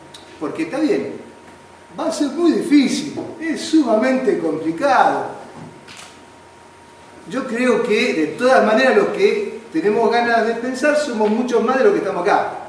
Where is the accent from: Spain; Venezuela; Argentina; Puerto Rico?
Argentina; generalmente se vive en nuestra sociedad como argentinos